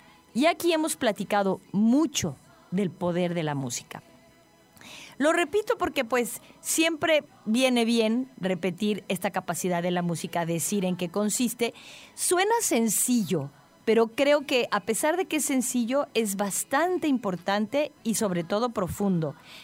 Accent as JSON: {"language": "Spanish", "country": "Mexico", "said": "como mexicanos a todos nos pesó que se nos fuera."}